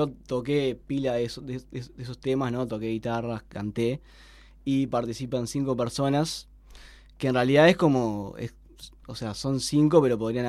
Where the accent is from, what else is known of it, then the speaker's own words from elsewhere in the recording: Montevideo, Uruguay; No. Yo era de Uceo